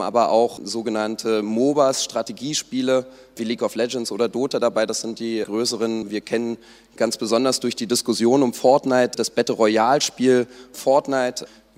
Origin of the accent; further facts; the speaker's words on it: Berlin, Germany; ich selbst als Berliner kann auch sagen, Berlin ist die E-Sport-aktivste Stadt sozusagen